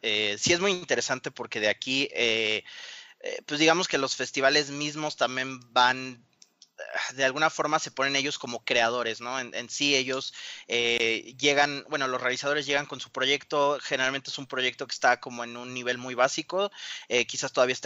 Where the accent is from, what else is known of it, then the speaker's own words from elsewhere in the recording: Mexico; yo estoy produciendo la película, pero soy mexicano, claro